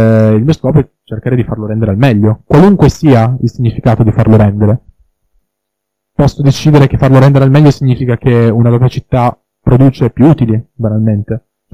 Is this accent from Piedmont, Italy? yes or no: yes; Turin, Piedmont, Italy; now in Milan, Italy; Io, per esempio, sono originario di Torino, adesso vivo a Milano